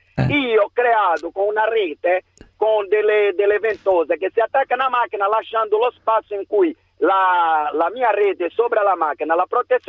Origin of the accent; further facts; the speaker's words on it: Brazil; Italian is a second language; perché io sono brasiliano